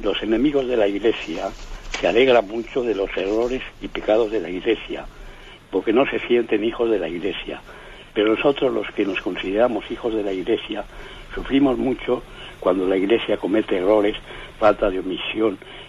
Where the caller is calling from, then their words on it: Bilbao, Basque Country, Spain; Buenos días … de Bilbao.